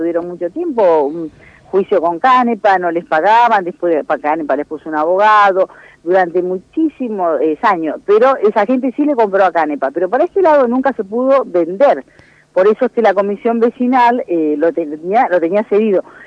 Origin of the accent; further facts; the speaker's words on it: Argentina; nosotros como argentinos